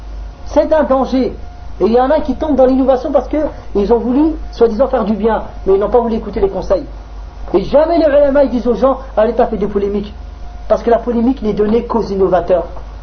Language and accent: French; France; Chez nous en France, on les a.